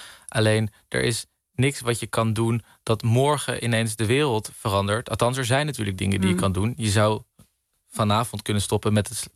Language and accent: Dutch; Netherlands; Maar ja, wat wij er uiteindelijk als Nederlander, als ondernemer, als MKB van gaan merken